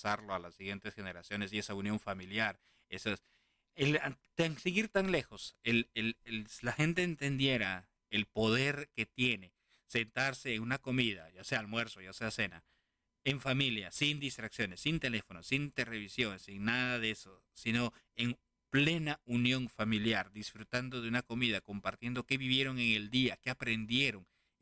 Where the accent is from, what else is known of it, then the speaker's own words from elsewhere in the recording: Lima, Peru; born there; como dicen en Lima, donde yo nací, Perú